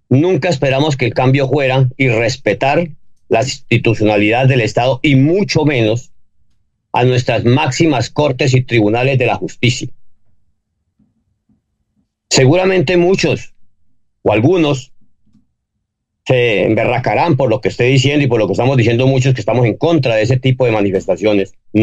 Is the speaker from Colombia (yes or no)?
yes; Colombia; mira, yo como colombiano y como buen patriota